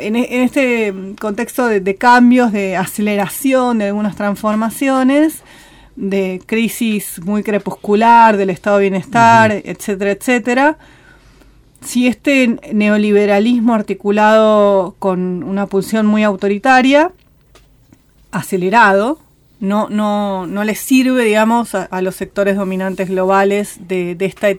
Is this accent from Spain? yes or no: no; Argentina; Me parece que los argentinos somos, y las argentinas somos muy ombliguistas